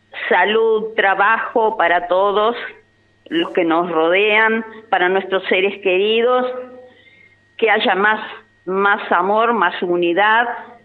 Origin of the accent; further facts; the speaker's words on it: Argentina; nuestros sueños como argentinos de ser campeones se hizo realidad.